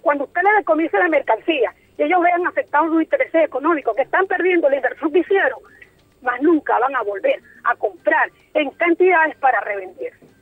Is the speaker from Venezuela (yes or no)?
yes; Maracaibo, Zulia, Venezuela; Sin decirte que yo soy de Maracaibo